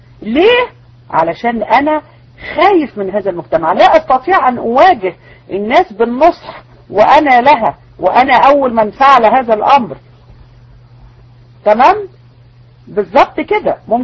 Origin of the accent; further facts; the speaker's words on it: Egypt; احنا عندنا في مصر الناس تكره الزوجة التانية